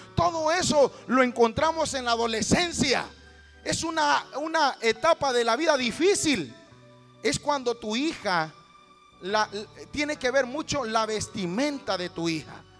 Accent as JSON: {"language": "Spanish", "country": "Honduras", "said": "Y yo decía yo, pues como buen catracho"}